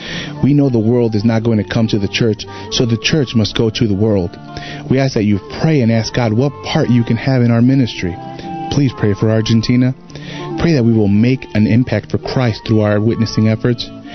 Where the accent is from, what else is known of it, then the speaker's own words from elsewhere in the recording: New York, United States; born there; I was born in New York, but am 100% Uruguayo. Uruguay is a country directly east of Argentina, right across the Rio de Plata. Because of my heritage, I already know the culture and language of Argentina